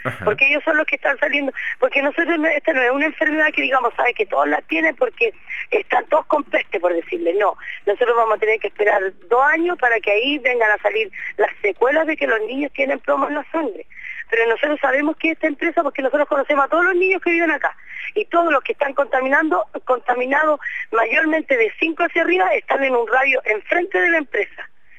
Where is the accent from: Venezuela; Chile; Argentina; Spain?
Chile; Nosotros, aparte de ser pobladores, somos chilenos.